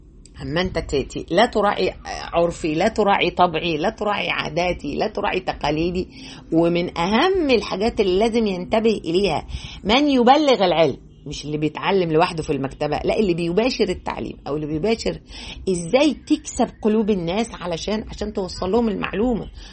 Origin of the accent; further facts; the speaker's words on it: Egypt; فأنا كمصرية عادي يعني هناك بقى كنا أول مرة نقابل إنك أنت، إحنا في مصر هنا